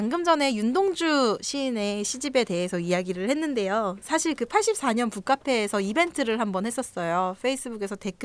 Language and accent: Korean; South Korea; 이 한국인으로서 봐야 되는 영화인데